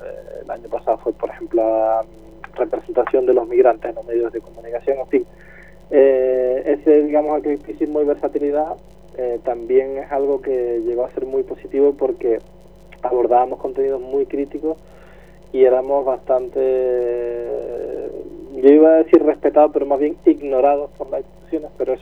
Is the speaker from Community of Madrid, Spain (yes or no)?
no; Canary Islands, Spain; moved away as an adult; now in Seville, Spain; yo, por ejemplo, que vine de Canarias a estudiar aquí a Sevilla